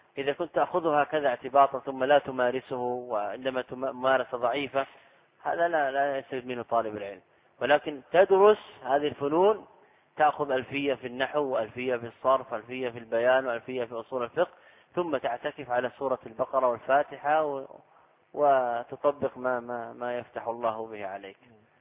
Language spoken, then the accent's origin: Arabic; Saudi Arabia; أنا لست من أهل مصر. تسأل أهل البلد، هذا من غرائب على الطلاب سبحان الله. يعني أنا قادم من السعودية تحشرني في مسائل